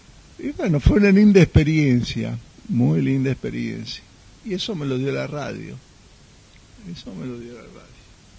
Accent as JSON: {"language": "Spanish", "country": "Argentina", "said": "Pero cuando vos empezabas a hablar y ellos te identificaban como argentino, porque la licencia argentina es LU en el mundo, ¿no es cierto?"}